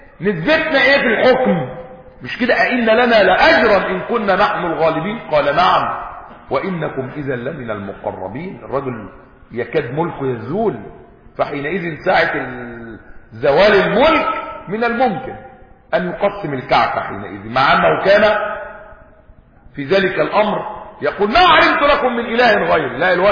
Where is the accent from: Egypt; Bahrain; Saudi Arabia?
Egypt; يعني احنا مصريين وعارفين يعني البير وغطاء